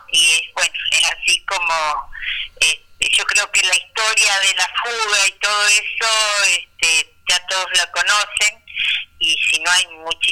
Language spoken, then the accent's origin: Spanish; Concordia, Entre Ríos, Argentina; nosotros somos de Entre Ríos, de Concordia